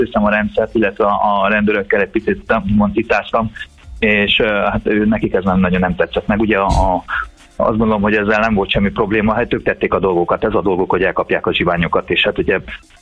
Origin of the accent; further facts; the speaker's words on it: Transylvania, Romania; Elvittem többek közt Nimródot Erdélybe is, ugye ahol felnőttem.